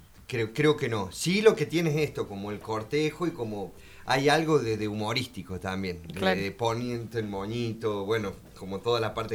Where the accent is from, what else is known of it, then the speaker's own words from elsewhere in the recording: Córdoba, Argentina; Sí, la otra vez, como cordobés, me pasó algo muy loco